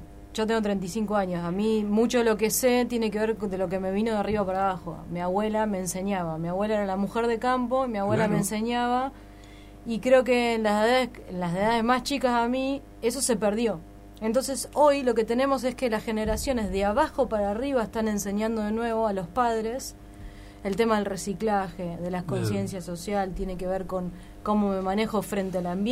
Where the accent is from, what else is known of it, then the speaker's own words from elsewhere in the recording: Buenos Aires, Argentina; yo te decía que soy de Buenos Aires, sí, y soy capital, y vos ves que lo juntan. En capital no hay quema de hoja, pero sí en lo que era la periferia de la capital, el conurbano donde vivía yo.